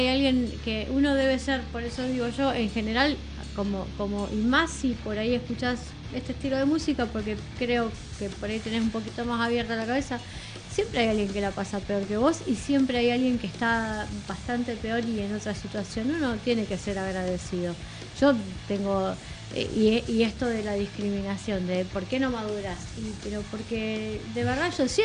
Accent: Banfield, Buenos Aires Province, Argentina; No, yo soy de Lomas de Zamora. Yo soy de Banfield, no la estoy contando.

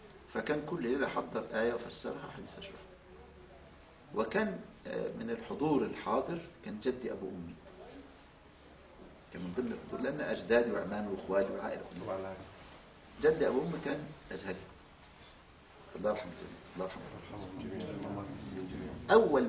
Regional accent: Al-Badari, Asyut Governorate, Egypt; born there; مسقط رأسي مركز البداري محافظة أسيوط في صعيد مصر

